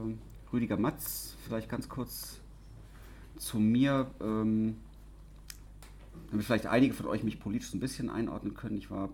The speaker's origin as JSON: {"language": "German", "region": "West Germany", "country": "Germany", "lives_now": "Leipzig, Germany", "said": "Also ich komme aus dem Westen ursprünglich mal, wohne jetzt schon lange in Leipzig."}